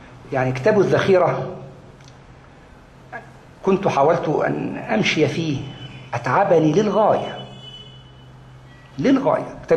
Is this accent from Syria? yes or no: no; Egypt; والله أتى لي بأسماء أنا كنت لا أعرف أنهم مدفونون عندنا في مصر، أسماء كبيرة جدا